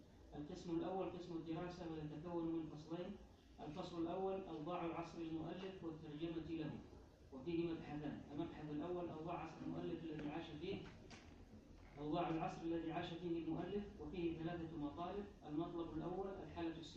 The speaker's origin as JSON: {"language": "Arabic", "country": "Yemen", "said": "تزخر فيه مكتبات المخطوطات في بلدنا اليمن"}